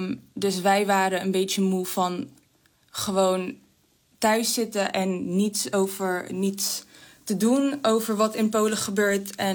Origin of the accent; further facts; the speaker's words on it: Georgia; Dutch is a second language; Nou, ik ben oorspronkelijk uit Georgië.